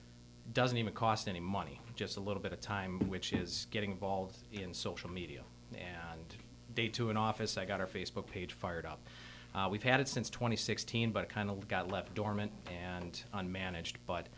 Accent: Wisconsin, United States; I'm actually very fortunate to be born and raised in Manitowoc County. My family has a very deep heritage here.

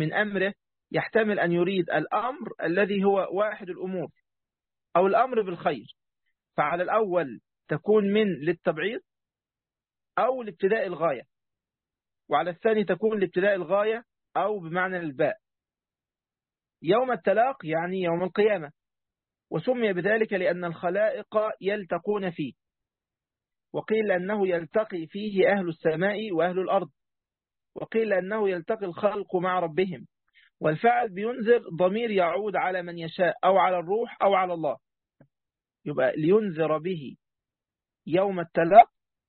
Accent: Egypt; عندنا في مصر

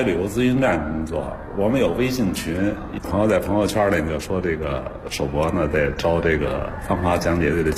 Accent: Beijing, China; 我是老北京人啊

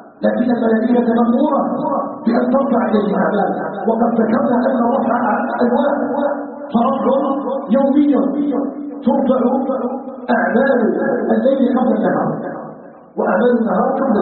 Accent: Algeria; اللهم اجعل بلدنا الجزائر بلدا آمنا مطمئنا

